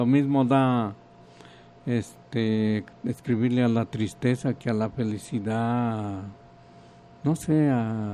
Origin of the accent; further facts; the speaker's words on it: Huejotzingo, Puebla, Mexico; de Huejotzingo me dio las facilidades para presentar mi libro allá y vi toda esa riqueza que tiene mi patria chica